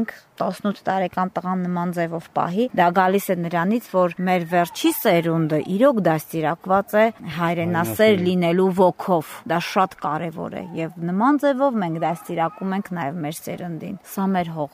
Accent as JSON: {"language": "Armenian", "region": "Yerevan", "country": "Armenia", "lives_now": "Kashatagh", "said": "Ծնողներս Երևանում են ապրում, ես ինքս Երևանից եմ եղել, այնտեղ եմ ապրել, հետո տեղափոխվել եմ Քաշաթաղ։"}